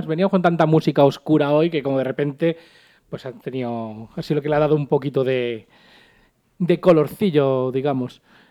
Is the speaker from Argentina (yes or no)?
no; Madrid, Community of Madrid, Spain; Si nos agota nosotros siendo madrileños, siendo los directamente afectados